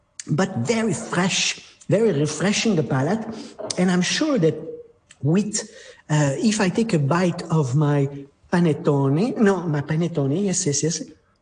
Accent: France; English is a second language; My accent is terrible, but I'm French.

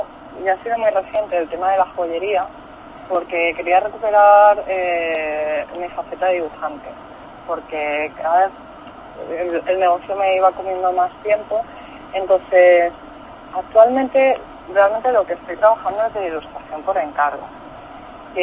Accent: Japan; como yo provengo de Japón y Japón es la cuna, pues sí, me ha dejado huella.

